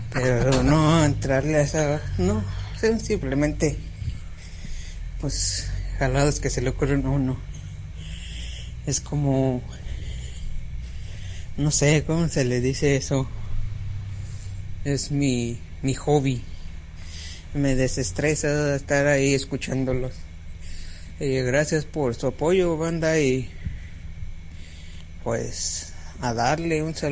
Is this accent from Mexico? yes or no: yes; León, Guanajuato, Mexico; yo soy de León, Guanajuato, pero radico de este lado del charco.